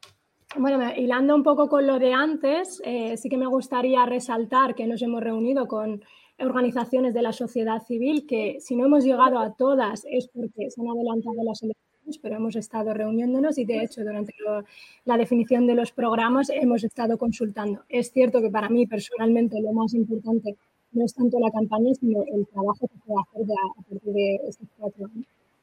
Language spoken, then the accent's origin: Spanish; Western Sahara; saharaui, estamos acostumbrados, nacemos prácticamente haciendo política